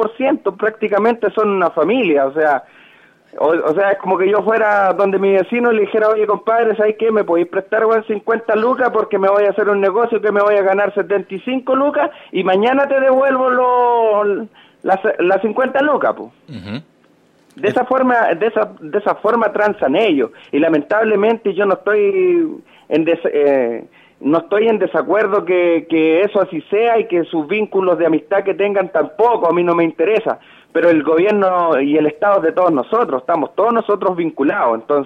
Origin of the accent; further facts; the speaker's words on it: Chile; a la final nosotros como chilenos pasamos a ser todos corruptos, po.